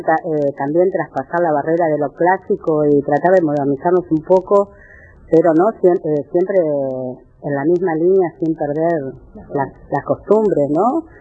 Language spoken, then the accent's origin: Spanish; Argentina; Y tenemos que mostrarle al mundo la manera de, como patria, como persona, como argentino.